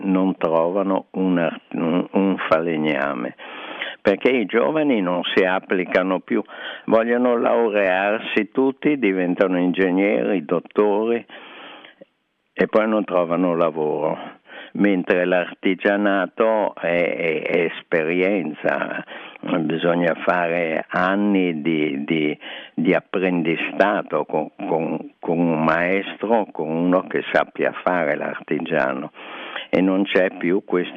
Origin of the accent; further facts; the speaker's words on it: Genoa, Liguria, Italy; born there; also born or lived in Venice / Paris; now in Milan, Italy; Io sono genovese di nascita, veneziano d'adozione e dal 64 circa abito a Milano.